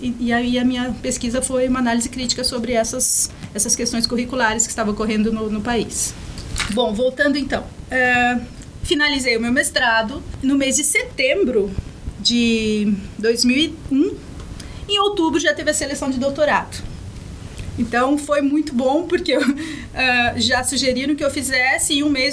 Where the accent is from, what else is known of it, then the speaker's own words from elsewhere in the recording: Minas Gerais, Brazil; born there; also born or lived in São Paulo; deixando toda a minha família e amigos no estado de São Paulo e Minas, porque, né, eu nasci em Minas, parte da minha família está lá, mas em São Paulo, então deixei mais uma parte da família e quase todos os meus amigos. Então eu vim para cá em 2007